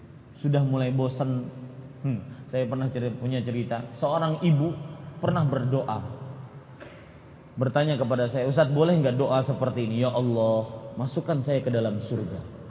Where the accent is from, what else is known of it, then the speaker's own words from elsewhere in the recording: Banjarmasin, South Kalimantan, Indonesia; Apalagi kadang-kadang kalau Anda ke Banjarmasin, ke daerah saya, Kalimantan Selatan, hati-hati jangan tertipu.